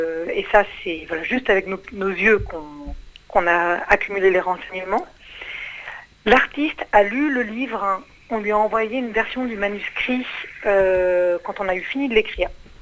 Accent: Paris, Île-de-France, France; moi je suis née à Paris, je suis une vraie parisienne.

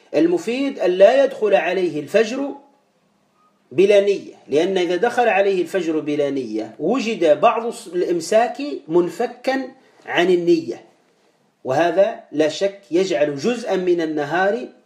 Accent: Tunisia; وإحنا عندنا في تونس

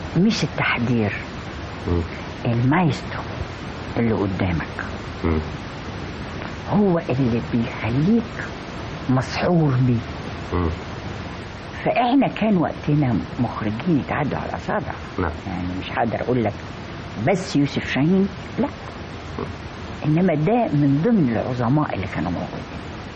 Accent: Egypt; وانا مصري بالذات طيب القلب قوي مجامل قوي كريم قوي

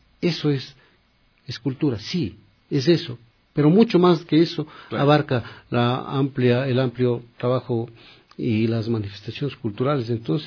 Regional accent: Machachi, Pichincha, Ecuador; born there; de una parroquia cerquita del pueblo donde yo nací, Machachi

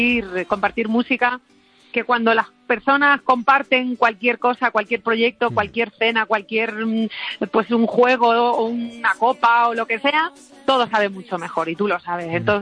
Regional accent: Valencia de Alcántara, Extremadura, Spain; mi pueblo, en Valencia de Alcántara.

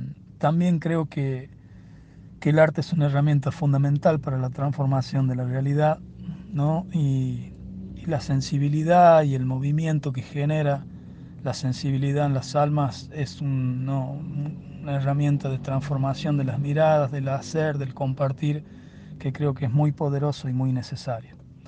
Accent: La Rioja, Argentina; acá de La Rioja.

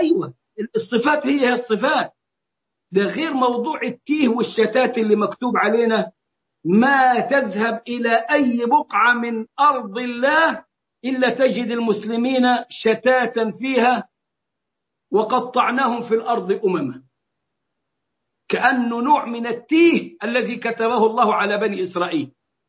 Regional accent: Egypt; زي ما هم وصلين عندنا في مصر لغاية النيل

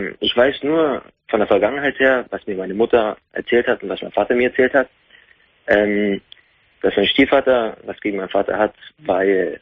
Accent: Munich, Bavaria, Germany; ich bin gebürtiger Münchner und Regensburg ist 150 Kilometer entfernt

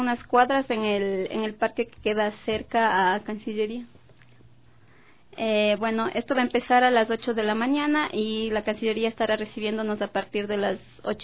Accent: Quito, Pichincha, Ecuador; soy de aquí, de Quito.

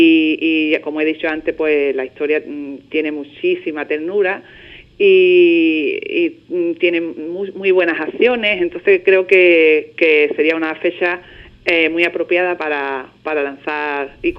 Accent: Ubrique, Andalusia, Spain; Os vais a sorprender cuando lo leáis porque aparece mi pueblo por todos los rincones, vamos. En la vida real de la niña, pues aparece Ubrique, pues en toda su esencia, vamos.

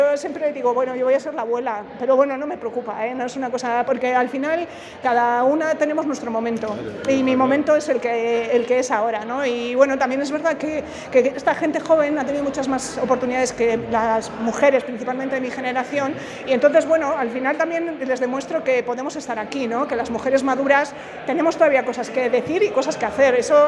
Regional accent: San Sebastián, Basque Country, Spain; es la primera vez que vengo a Madrid también. Ajá. Yo vengo de Donosti.

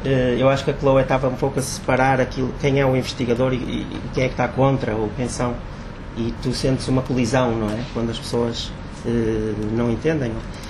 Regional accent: Portugal; sou português, não vivo em Angola, venho cá períodos mais ou menos 6 em 6 meses, e também estou a fazer um doutoramento em Londres

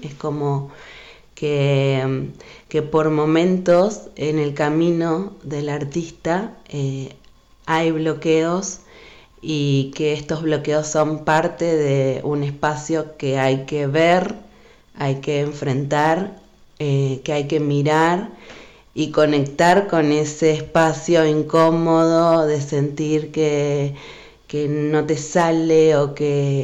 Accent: Venezuela; now in Argentina; soy venezolana y hace muchos años que estoy viviendo en Argentina y hace bastantes años también acá en el Valle. Y bueno, yo nací en el año 86

